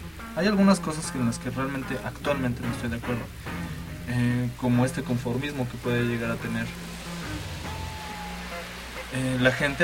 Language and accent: Spanish; Mexico; Somos orgullosamente mexicanos, no como en otros países